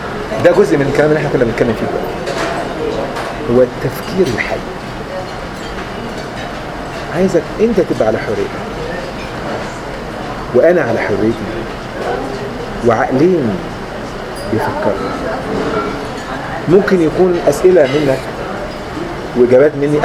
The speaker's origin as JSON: {"language": "Arabic", "town": "Benha", "region": "Qalyubia", "country": "Egypt", "said": "اهلي انا من بنها ما فيش حد ما بيعرف انجليزي"}